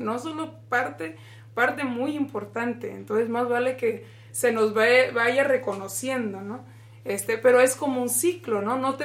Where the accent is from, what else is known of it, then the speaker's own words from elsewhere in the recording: Mexico; now in United States; Yo a través de estar aquí en el sistema de educación en Estados Unidos, a pesar de que yo crecí en México